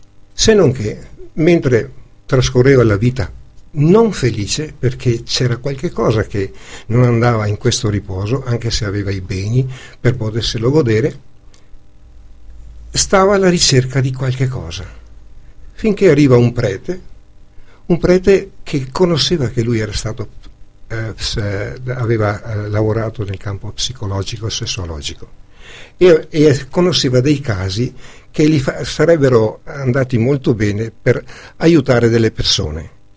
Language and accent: Italian; Veneto, Italy; perché io come veneto